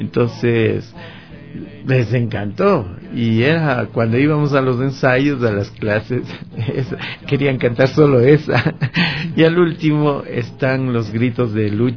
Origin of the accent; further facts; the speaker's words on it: Píllaro, Tungurahua, Ecuador; yo soy de San Miguelito de Píllaro, y que allí tenemos, yo nací en el barrio central, pero ese barrio queda a unos 500 metros de otro barrio que es Guainacuri